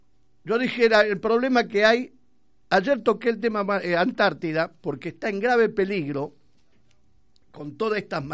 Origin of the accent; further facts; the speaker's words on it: Argentina; porque somos argentinos